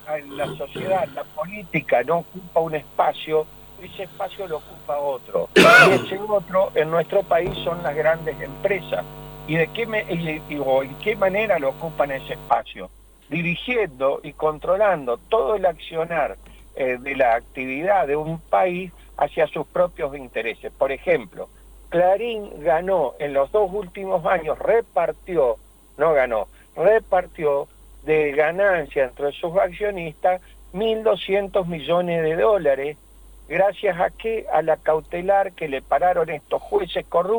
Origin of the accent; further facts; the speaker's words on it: Argentina; ¿esto qué nos implica a nosotros como ciudadanos argentinos?